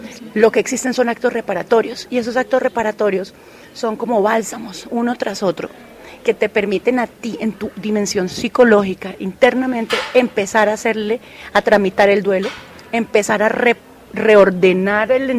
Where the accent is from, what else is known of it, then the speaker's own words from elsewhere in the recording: Colombia; soy colombiana, abogada, politóloga